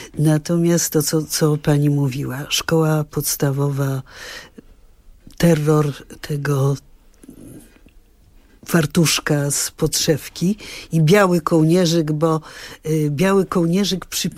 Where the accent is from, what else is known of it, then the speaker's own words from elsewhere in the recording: Milanówek, Masovian Voivodeship, Poland; Ja wychowałam się w Milanówku, bo tylko w Milanówku ocalał dom letni, zresztą duży, z wieżą.